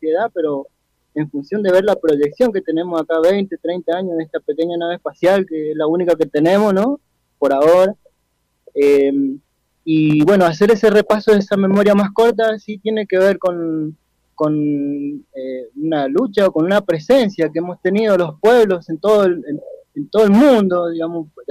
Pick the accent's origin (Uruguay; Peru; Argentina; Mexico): Argentina; Malargüe, Mendoza; soy nacido y criado acá en Malargüe